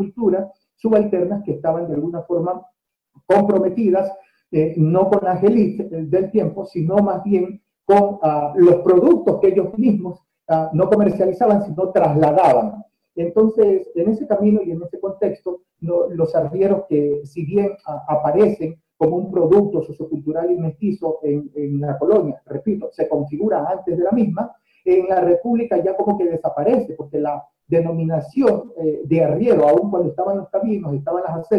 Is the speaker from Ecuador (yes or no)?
yes; Guayaquil, Guayas, Ecuador; no soy de Manabí, soy guayaquileño, con una ascendencia por el lado paterno orense, de Ayapamba, y también de gente de Santa Rosa y Zaruma